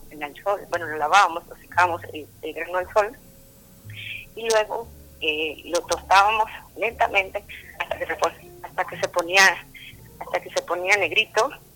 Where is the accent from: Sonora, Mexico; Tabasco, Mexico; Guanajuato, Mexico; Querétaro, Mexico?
Tabasco, Mexico; Comalcalco; Yo soy de Comalcalco, como les decía, pero de una zona de rancherías, que es una como un conjunto de ranchos